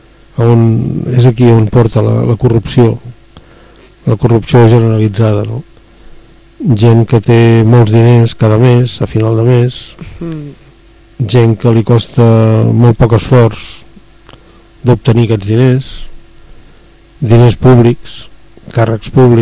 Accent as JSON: {"language": "Catalan", "town": "Sant Adrià de Besòs", "region": "Catalonia", "country": "Spain", "said": "M'impressiona perquè jo sóc de Sant Adrià de Besòs."}